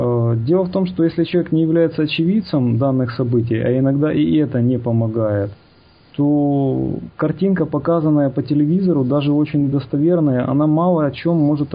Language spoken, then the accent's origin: Russian; Kyiv, Ukraine; Хотя вот он человек с Западной Украины, а я, получается, киевлянин.